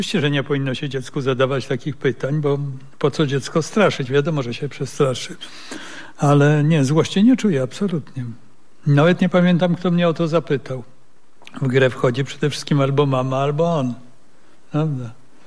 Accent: Russia; now in Warsaw, Poland; że dowiedziałem się, że jestem Rosjaninem

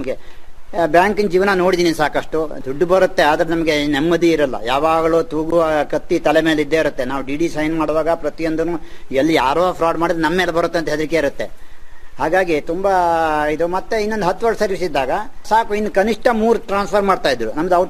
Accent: Yellapur, Karnataka, India; now in Sagar, India; ನಾನು ಮೂಲತಃ ಯಲ್ಲಾಪುರದಿಂದ ಬಂದು ಈಗ ಸಾಗರ ಶಿವಮೊಗ್ಗ ಜಿಲ್ಲೆಯ ನಿವಾಸಿಯಾಗಿ ಇದ್ದೀನಿ.

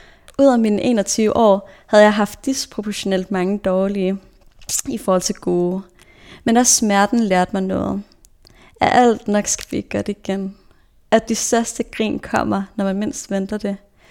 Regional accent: Odense, Region of Southern Denmark, Denmark; Jeg voksede op i Odense, med mit hjerte tilhørte København.

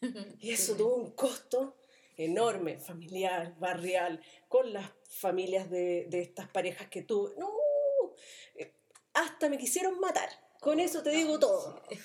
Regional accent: Independencia, Santiago Metropolitan Region, Chile; yo me crié en la Juan Antonio Ríos, número 2, Independencia, antes eso era Renca.

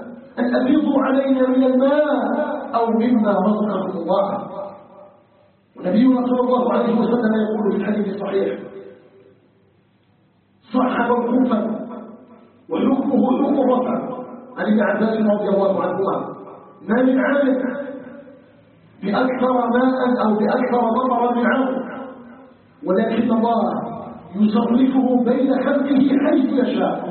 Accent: Algeria; أن يجعل بلدنا الجزائر بلدا طيبا مباركا

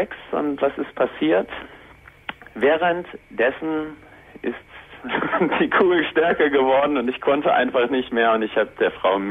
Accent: Northern Germany, Germany; ich komme nicht aus Bochum, ich komme aus Norddeutschland.

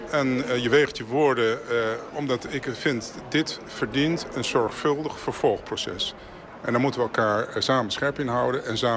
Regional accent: Amsterdam, North Holland, Netherlands; born there; Ik ben geboren in Amsterdam, dat klopt. Maar mijn beide ouders zijn afkomstig Suriname.

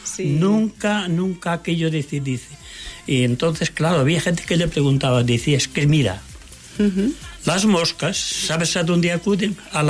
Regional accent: Galicia, Spain; now in Germany; Porque yo estuve como gallego, también fui a dar mi vuelta a Alemania.

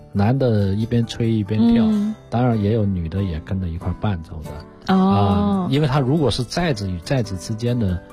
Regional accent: Guangxi, China; 我是广西人啊，就是我们广西柳州有一个县叫三江县

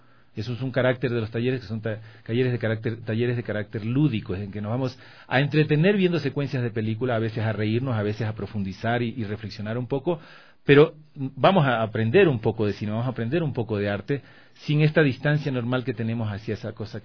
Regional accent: Manabí, Ecuador; yo soy de Manabí, por cuestiones del terremoto.

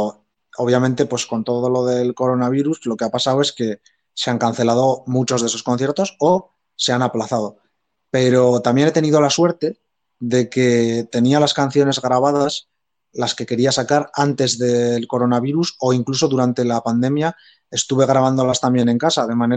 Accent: Echauri, Navarre, Spain; unos viñedos que hay muy famosos al lado de mi pueblo, en Echauri

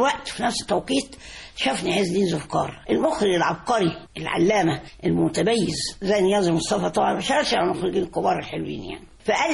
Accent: Egypt; فبقول له انا رحت المجر سنه 62 واقول للناس انا مصري

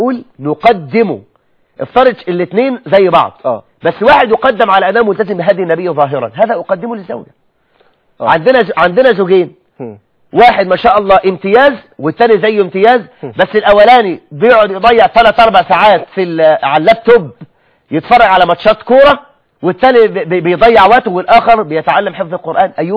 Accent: Egypt; عندك معاهي كثيرة جدا جدا جدا عندنا في مصر الأخوات

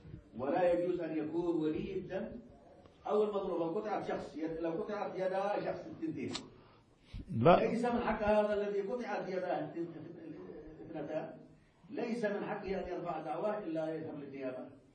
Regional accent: Yemen; لكن هنا تزودوا عندنا في اليمن وجعلوا الحق الشخصي

